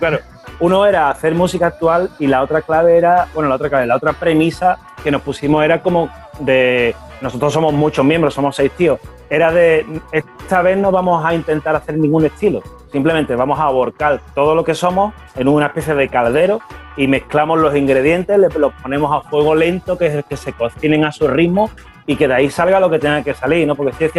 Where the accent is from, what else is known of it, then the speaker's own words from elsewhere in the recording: United States; Spanish is a second language; yo soy gringo y toco la guitarra